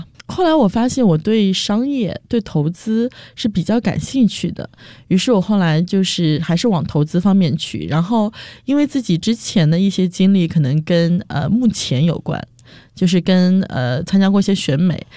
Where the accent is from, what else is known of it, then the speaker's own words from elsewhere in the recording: Nantong, Jiangsu, China; 在我上大学之前，我的江苏南通是我的老家嘛，那我的老家这个地方是一个很重教育的地方